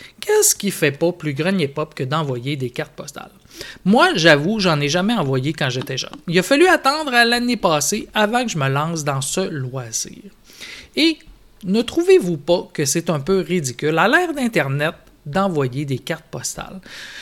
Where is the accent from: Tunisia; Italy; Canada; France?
Canada; Saguenay, Quebec; je vous écris du Québec. Je viens du Saguenay, une région où l'on mange la fameuse tourtière du Saguenay.